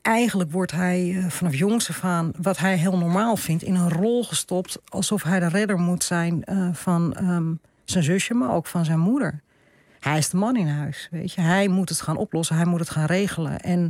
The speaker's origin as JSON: {"language": "Dutch", "town": "Amsterdam", "region": "North Holland", "country": "Netherlands", "tie": "born or raised there", "also_born_or_lived": "Purmerend", "said": "Ik ben opgegroeid voor een deel in Purmerend. En na de scheiding van mijn ouders ben ik opgegroeid in Amsterdam-Oost."}